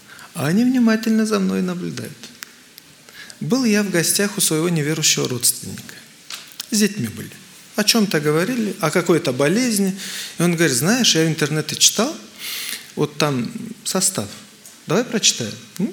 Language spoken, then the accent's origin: Russian; Moldova; Я хотел купить в Украине, я сам с Молдавии, хотел в Украине купить